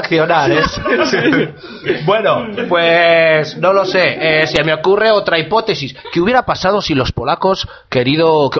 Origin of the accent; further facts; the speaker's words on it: Burgos, Castile and León, Spain; yo es que soy de Burgos y no...